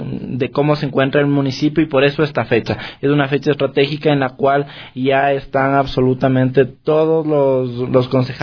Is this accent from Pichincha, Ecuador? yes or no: yes; Quito, Pichincha, Ecuador; pero a representarnos como quiteños